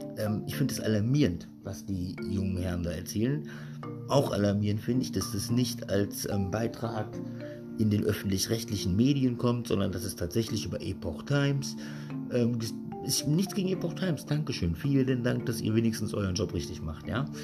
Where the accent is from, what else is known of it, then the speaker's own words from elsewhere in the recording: West Germany, Germany; moved away as an adult; now in Berlin, Germany; Ich bin im Westen aufgewachsen und erst Ende des 2004 oder was bin ich hergekommen.